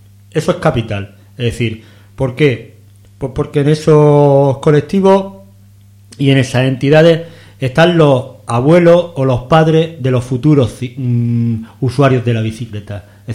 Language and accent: Spanish; Murcia, Region of Murcia, Spain; yo, que vengo de Murcia